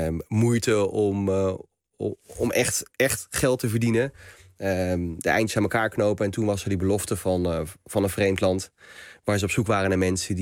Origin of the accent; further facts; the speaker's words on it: Nieuwegein, Utrecht, Netherlands; born there; En uiteindelijk is het hele gezin in Nieuwegein komen wonen. En ik ben geboren in Nieuwegein. Dus ik ben van later, toen het hele gezin hier al woonde. Mijn vader dus vanuit het noorden van Marokko. Mijn moeder voegde zich bij hem, analfabeten.